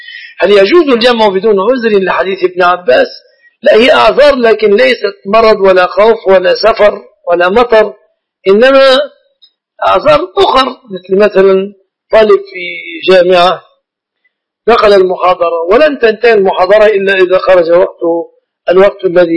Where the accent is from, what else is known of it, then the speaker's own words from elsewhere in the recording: Mansoura, Dakahlia, Egypt; وأنا لست من أهل القاهرة، أنا من المنصورة